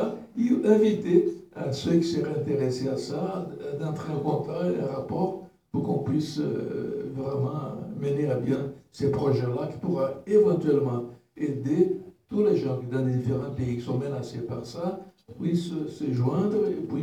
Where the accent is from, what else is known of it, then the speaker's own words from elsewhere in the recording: Brazil; French is a second language; Moi, je suis brésilien